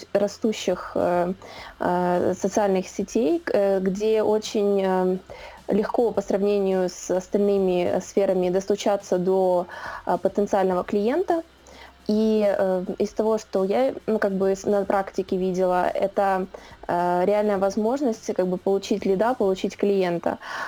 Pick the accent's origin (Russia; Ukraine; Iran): Ukraine; Odesa, Odesa Oblast; now in Kyiv, Ukraine; Да, я проживаю в Киеве на данный момент. Сама я родом с Одессы.